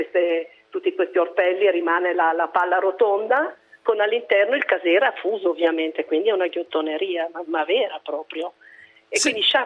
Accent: Sondrio, Lombardy, Italy; now in Milan, Italy; Io sono valtellinese, sono nata a Sondrio e sono a Milano

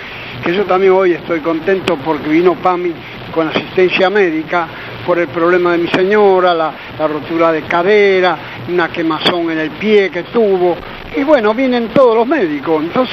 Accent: Avellaneda, Buenos Aires Province, Argentina; el de Avellaneda, el hombre del vino

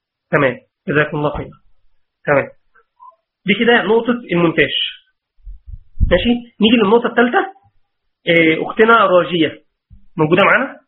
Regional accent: Mansoura, Dakahlia, Egypt; انا من المنصوره

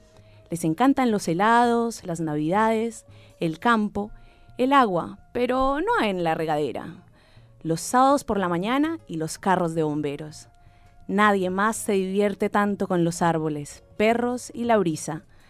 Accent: Colombia; a mi gente linda, bella y currambera de mi tierra colombiana

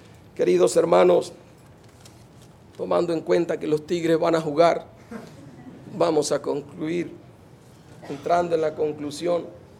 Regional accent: Venezuela; ¿Cómo tener gozo como venezolano en medio de la crisis que estamos pasando?

